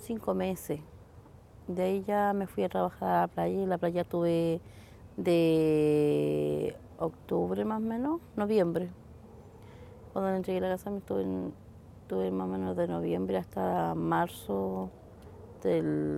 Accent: La Unión, Los Ríos, Chile; tengo 40 años. Yo soy nacida en el sur, en La Unión. Bueno, yo viví con mis papás hasta los 16 años.

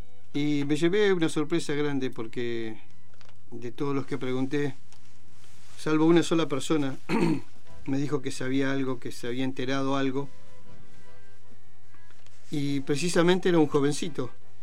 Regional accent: Argentina; momento triste de la vida, de los tantos que hemos tenido nosotros como argentinos

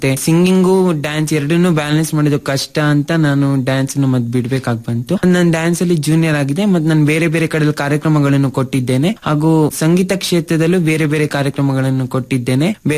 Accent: Thirthahalli, Karnataka, India; ನಾನು ಮೂಲತಃ ಶಿವಮೊಗ್ಗ ಜಿಲ್ಲೆಯ ತೀರ್ಥಹಳ್ಳಿಯವನು. ನಾನು ಪ್ರೈಮರಿ ಓದಿದ್ದು ಆರಾಧನಾ ಶಾಲೆ ತೀರ್ಥಹಳ್ಳಿಯಲ್ಲಿ, ಒಂದರಿಂದ ಏಳನೇ ಕ್ಲಾಸ್ ತನಕ

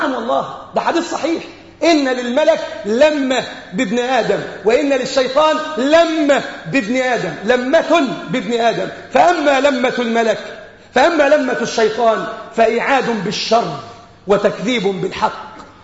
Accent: Egypt; بلادنا مصر

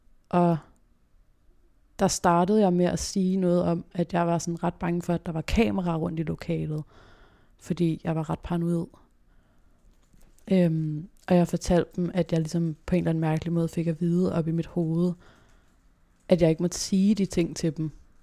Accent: Copenhagen, Capital Region of Denmark, Denmark; jeg har faktisk altid boet på Nørrebro, født og opvokset på Nørrebro.

